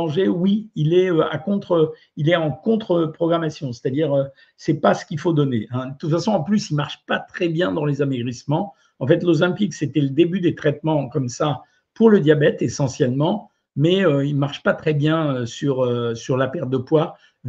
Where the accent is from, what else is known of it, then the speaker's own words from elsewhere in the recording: Algeria; born there; je sais, tu sais, je suis né en Algérie, donc je te fais pas le coup de dire que j'ai plein de copains